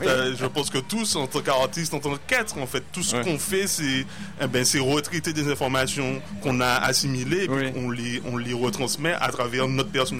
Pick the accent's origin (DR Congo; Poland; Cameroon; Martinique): Martinique; en tant que Martiniquais ayant été colonisé